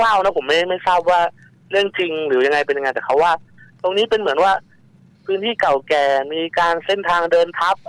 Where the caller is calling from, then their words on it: Lopburi, Thailand; ตอนนี้กลับมาลพบุรีครับ